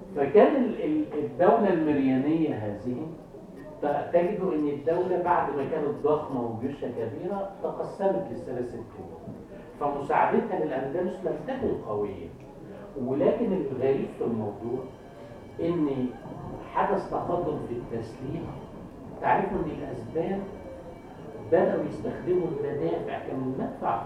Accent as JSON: {"language": "Arabic", "country": "Egypt", "said": "أهون عليك أنا مصري الحمد لله"}